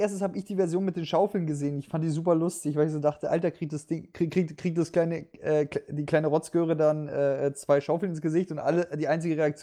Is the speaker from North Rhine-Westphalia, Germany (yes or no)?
no; Bavaria, Germany; im Westen, ich komme ja aus Bayern, ist mir das nie so aufgefallen.